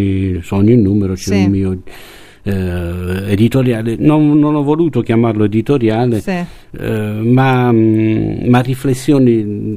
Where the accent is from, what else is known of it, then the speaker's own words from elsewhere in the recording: Bari, Apulia, Italy; moved away as an adult; perché io sono di Bari, ma così per gioco